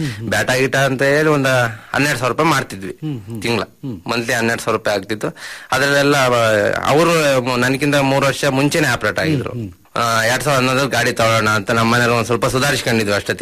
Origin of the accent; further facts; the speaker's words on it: Hassan, Karnataka, India; ಹಾಸನ, ನಮ್ಮ ತಂದೆ ಊರಲ್ಲಿ ಬಾಚಿಹಳ್ಳಿ ಗ್ರಾಮದಲ್ಲಿ. ಅದೇ ಆ ರೀತಿ ಅಲ್ಲಿ ಹುಟ್ಟಿ ಬೆಳೆದು ಓದಿದ್ದೆಲ್ಲ ಅಲ್ಲೇ.